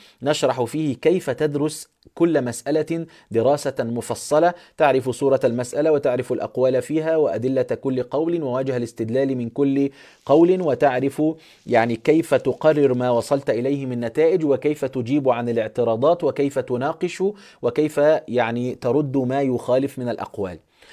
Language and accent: Arabic; Egypt; احنا عندنا في مصر في الكهربائي او النقاش